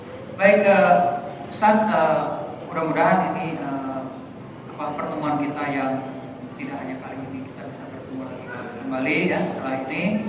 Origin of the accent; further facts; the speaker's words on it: Padang, West Sumatra, Indonesia; Sesudah Idul Fitri ke Padang. Itu kampung halaman saya.